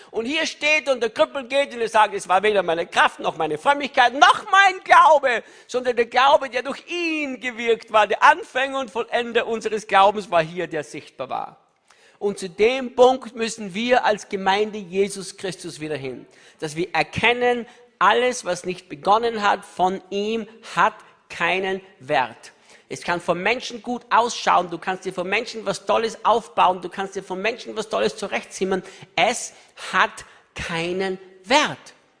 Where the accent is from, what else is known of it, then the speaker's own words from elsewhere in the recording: Austria; Und ich sagte, ich bin Österreicher.